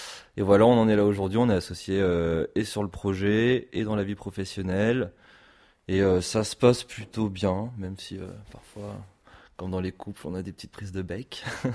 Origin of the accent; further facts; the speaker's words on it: Villemoutier, Centre-Val de Loire, France; moi, je suis né à Montargis. J'ai grandi dans un petit village à côté qui s'appelle Villemoutier.